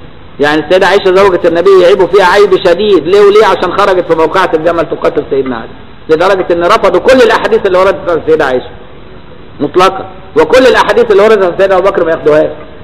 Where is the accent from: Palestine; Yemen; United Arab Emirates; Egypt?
Egypt; شعب غريب، الشعب المصري ده شعب غريب. مش بقول كده عشان أنا مصري